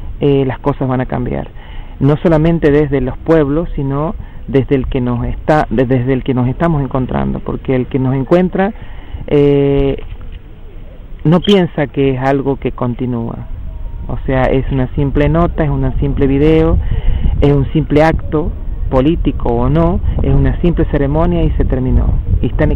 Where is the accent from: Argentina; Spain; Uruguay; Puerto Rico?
Argentina; Cuyo; OMTA de la comunidad Huarpe San Luis, y venimos desde el territorio del Cuyum, desde que ahora se llama San Luis, San Juan y Mendoza. Bueno, somos preexistentes al Estado argentino